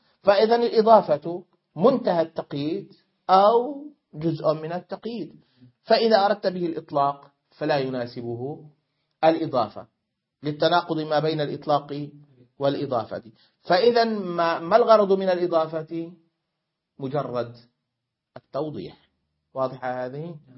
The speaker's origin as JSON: {"language": "Arabic", "country": "Syria", "said": "فالحمصيون كسوري أقول"}